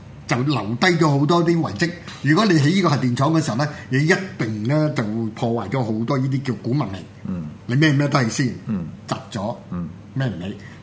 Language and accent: Cantonese; Hong Kong; 我覺得就唔係我哋香港人咧，即係自己咧生安白造咁樣諗出嚟